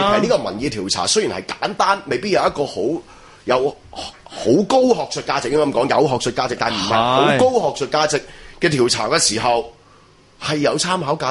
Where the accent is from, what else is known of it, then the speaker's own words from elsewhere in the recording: China; 咁我系中国人啊嘛，大家都中国人啊嘛。